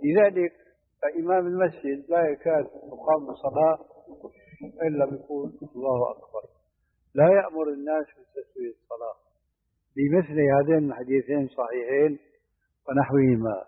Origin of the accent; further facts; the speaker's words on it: Syria; هذه عندنا في الشام في سوريا مشهور هذا الحديث، وجئت هنا وسمعته أيضا وهكذا.